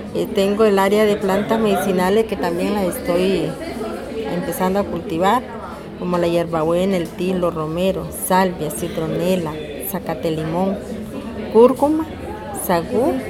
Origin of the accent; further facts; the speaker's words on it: Nicaragua; moved away as an adult; also born or lived in Upala, Costa Rica; now in Costa Rica; Yo vine de Nicaragua, digamos a los 27 años por ahí, pero cuando yo nací en Upala. Lo que pasa es que como de 6, 7 años mis padres me llevaron a Nicaragua y después volví otra vez.